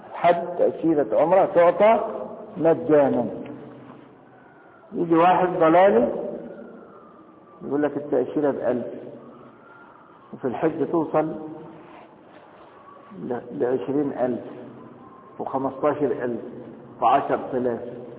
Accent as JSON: {"language": "Arabic", "country": "Egypt", "said": "لكن انا دلوقتي مصري"}